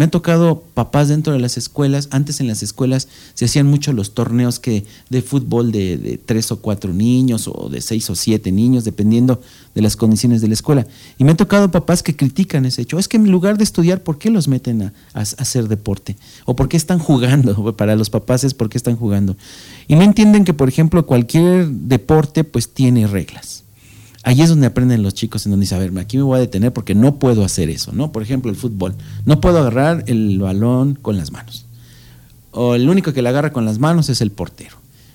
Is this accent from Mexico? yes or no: yes; Valle de Chalco, State of Mexico, Mexico; Valle de Chalco, de donde yo vengo, hay una disciplina que se llama el karate.